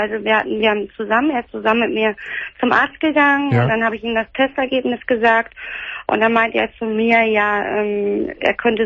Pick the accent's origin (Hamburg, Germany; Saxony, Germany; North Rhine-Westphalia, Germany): Hamburg, Germany; Also ich komme ja aus Hamburg.